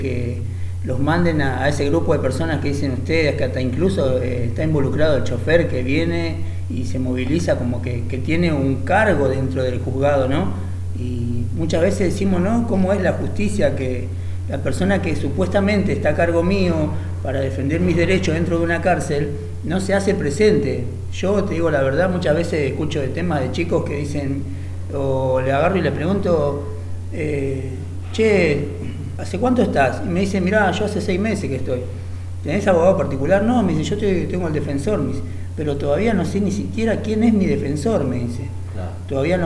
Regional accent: Buenos Aires, Argentina; mira, más allá de que soy de Buenos Aires, ¿no?

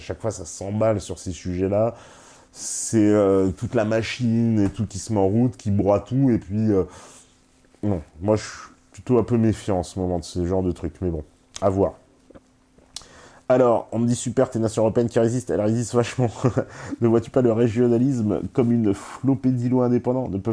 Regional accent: Grand Est, France; Je suis Alsacien, j'aime la France et je la défendrai jusqu'au bout.

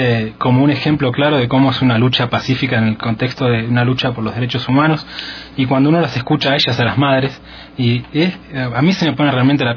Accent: Patagonia, Argentina; Yo me crié en la Patagonia y pasa eso, o sea, uno vos ves las noticias y las noticias son de Buenos Aires para arriba

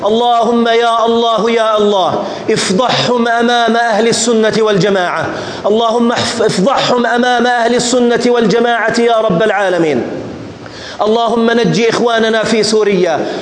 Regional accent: Jordan; احفظ بلدنا الأردن

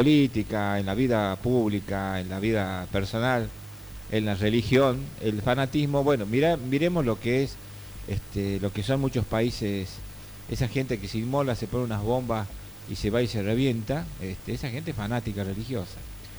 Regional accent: Argentina; Yo no soy peronista, pero rescato sí, como argentino

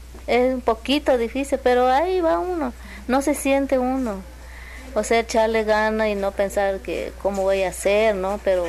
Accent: Tuxtepec, Oaxaca, Mexico; now in Xalapa, Mexico; Yo soy de esta de Oaxaca, a rumbo a Tustepec, Oaxaca.

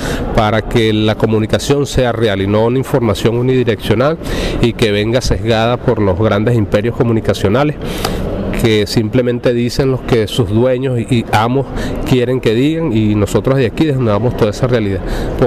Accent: Venezuela; soy de la República Bolivariana de Venezuela.

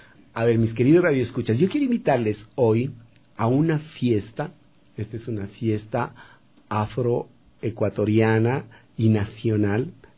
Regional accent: Ecuador; te sientes mal siendo ecuatoriano, siendo de acá

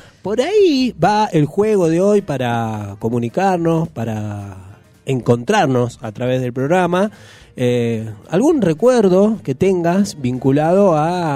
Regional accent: Junín, Buenos Aires Province, Argentina; mi pueblo natal, ahí, la ciudad de Junín, en el noroeste bonaerense.

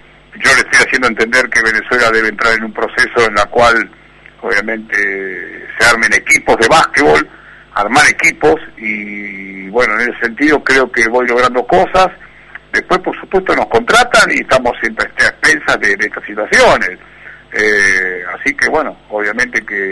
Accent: Argentina; soy un entrenador argentino, con identidad argentina, que crecí y se desarrolló en el país

